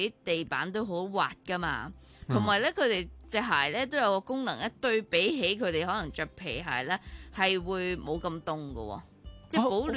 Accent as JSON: {"language": "Cantonese", "country": "Hong Kong", "said": "梗系希望我哋香港人都干净啲啦"}